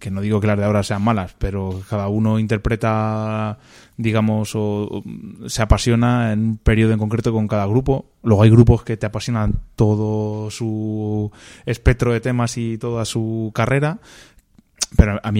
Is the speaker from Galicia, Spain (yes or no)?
no; Illescas, Castilla-La Mancha, Spain; also born or lived in Toledo; now in Madrid, Spain; somos toledanos, aunque yo vivo en Madrid, pero vamos, soy de aquí, de Illescas de toda la vida y nací en Toledo